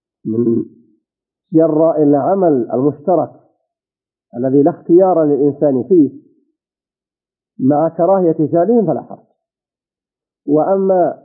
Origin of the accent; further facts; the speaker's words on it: Saudi Arabia; إذا كنت أنت في هذه البلاد، بلدنا المملكة العربية السعودية